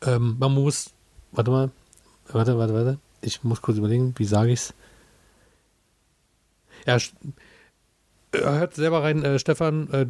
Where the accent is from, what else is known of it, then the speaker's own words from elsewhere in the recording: Germany; Du, ich bin in der DDR groß geworden.